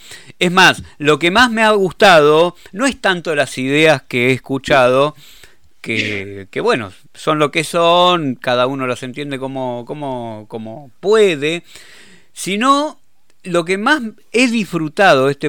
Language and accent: Spanish; Argentina; yo me quedo tranquilo como argentino